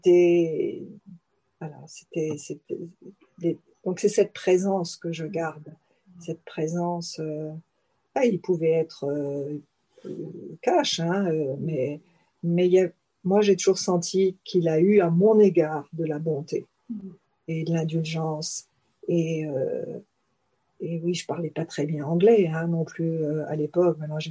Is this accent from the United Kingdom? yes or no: no; France; accent: French; en français, ne serait-ce que pour écouter mon accent français